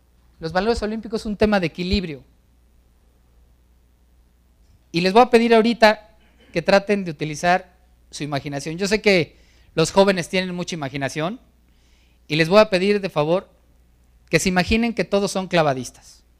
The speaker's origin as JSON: {"language": "Spanish", "country": "Mexico", "said": "Te pones nervioso porque como buenos mexicanos dices"}